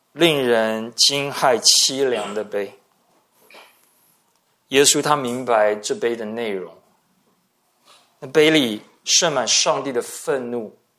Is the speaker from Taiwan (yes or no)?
yes; Taiwan; 匍匐在地，直接翻译就是脸掉在地上，脸贴在地上。我台湾人可能会说吃土。